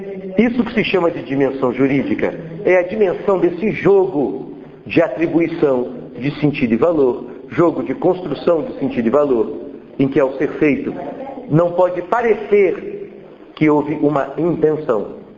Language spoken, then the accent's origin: Portuguese; Brasília, Federal District, Brazil; Eu fui criado em Brasília nos anos 80, eu participava do movimento punk e tal.